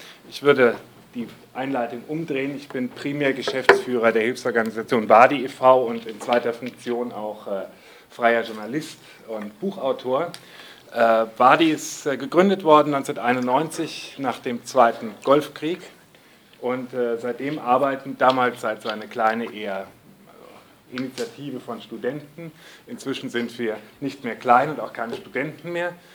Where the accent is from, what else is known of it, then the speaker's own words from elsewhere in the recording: Frankfurt, Hesse, Germany; denn das war für uns ja Besatzung als Frankfurter